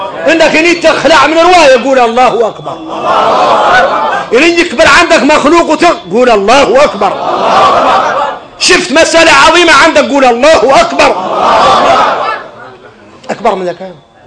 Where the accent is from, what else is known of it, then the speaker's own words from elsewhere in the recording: Mauritania; ولذلك اركنين نخلعوا احنا موريتاني من الصحاب.